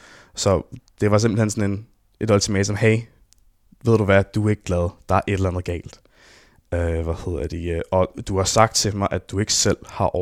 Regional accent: Copenhagen, Capital Region of Denmark, Denmark; Jeg voksede op på Østerbro af alle steder. Du ved, Spæltmødrecentralen i København.

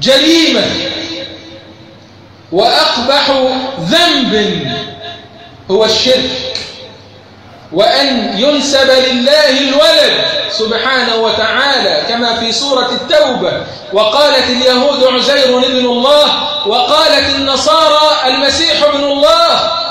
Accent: Egypt; اللهم اجعل بلدنا مصر أمن أمانا سخاء الرخاء

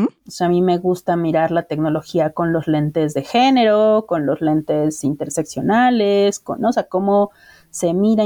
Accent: Mexico; soy una mujer mexicana que habita la Ciudad de México

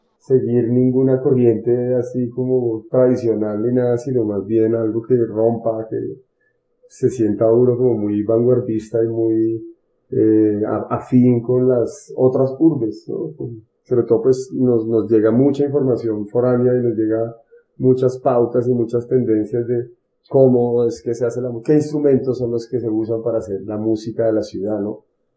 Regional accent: Bogotá, Colombia; Bueno, pues yo soy músico aquí de Bogotá. Nací y vivo acá en Bogotá desde pues, toda mi vida.

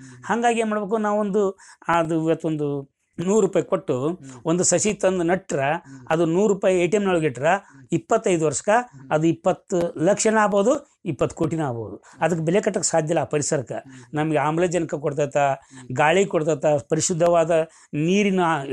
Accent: Kamanur, Karnataka, India; Kamanuru sir.

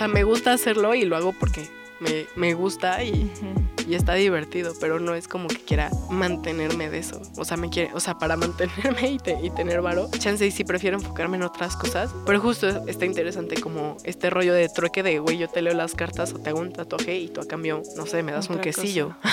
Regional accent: Oaxaca, Mexico; me fue a visitar a Oaxaca, de donde yo soy.

